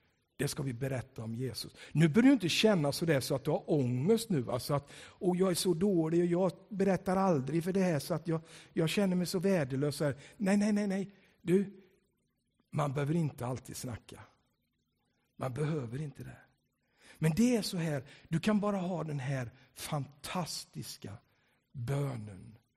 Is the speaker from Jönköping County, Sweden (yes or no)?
yes; Tranås, Jönköping County, Sweden; När jag växte upp där, för jag växte upp i Tranås, då kallade de mig för